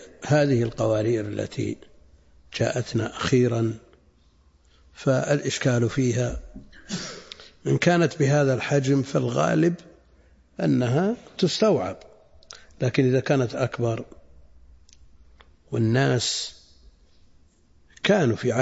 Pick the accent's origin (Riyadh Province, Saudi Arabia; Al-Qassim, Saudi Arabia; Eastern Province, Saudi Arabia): Al-Qassim, Saudi Arabia; Buraydah; يذكر عم لي أنه لما دخل الماء في بلدنا بريدة ادخله إلى البيوت أحد المحسنين قبل الدولة